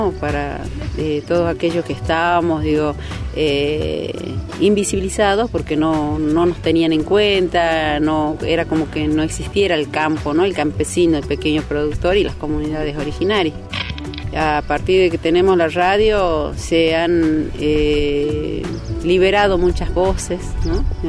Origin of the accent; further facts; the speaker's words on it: Rivadavia, Salta, Argentina; Bueno, somos de Rivadavia, Banda Norte, Chaco Salteño, prácticamente límite de Formosa con Salta.